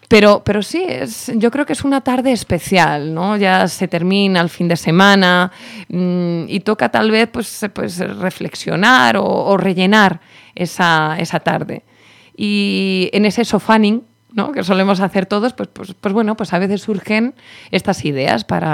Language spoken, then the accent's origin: Spanish; Spain; pues estaban durmiendo una siesta, que somos españoles, claro.